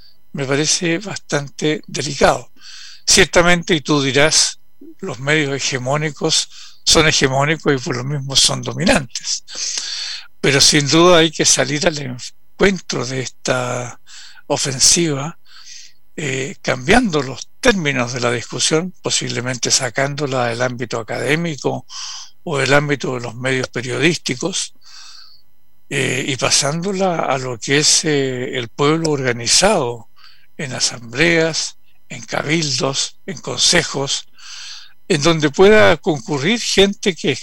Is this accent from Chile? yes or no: yes; Chile; debiera preocuparnos muchísimo como chilenas y chilenos